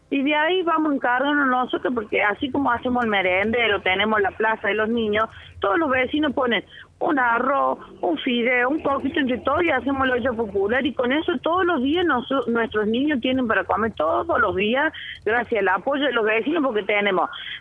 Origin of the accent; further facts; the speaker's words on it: Unquillo, Córdoba, Argentina; Somos gente de Unquillo, somos unquillenses, somos el pueblo de él